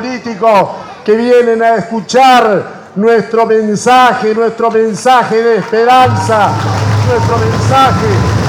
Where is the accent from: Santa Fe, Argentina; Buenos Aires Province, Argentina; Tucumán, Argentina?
Buenos Aires Province, Argentina; Saladillo; amigos y amigas de mi pueblo, de nuestro pueblo, de nuestro querido Saladillo